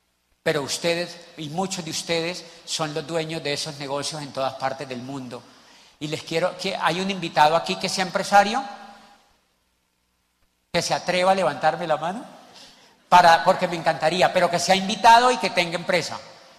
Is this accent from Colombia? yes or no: yes; Neiva, Huila, Colombia; now in Cali, Colombia; yo llegué, invitados, de Popayán hace 12 años a Cali. Yo soy de Neiva, del monte.